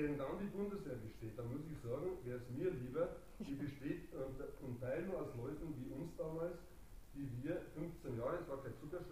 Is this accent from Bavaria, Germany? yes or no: yes; Bavaria, Germany; Wie Sie hören, bin ich aus Bayern, sogar da war das möglich